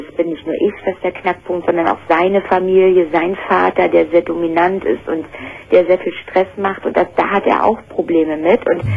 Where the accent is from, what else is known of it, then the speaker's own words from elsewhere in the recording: Baltic coast, Germany; moved away as an adult; now in North Sea coast, Germany; ich bin von der Ostsee an die Nordsee gezogen und ich fühlte mich halt nicht wohl.